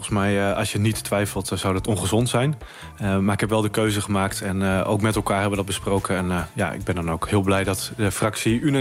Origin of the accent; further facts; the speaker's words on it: Groningen, Netherlands; Raakt mij als Groninger ook iedere dag als ik haar hoor spreken